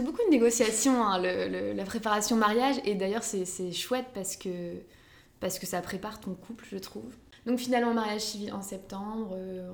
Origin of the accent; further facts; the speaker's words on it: Lambersart, Hauts-de-France, France; juste dans ma ville où j'ai grandi en fait, à Lambersart.